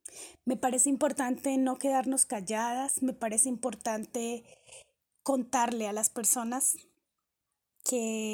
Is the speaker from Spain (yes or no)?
no; Colombia; Vivir en Chile ha sido una experiencia realmente transformadora. Y cuando me preguntan si he vivido racismo por mi origen como colombiana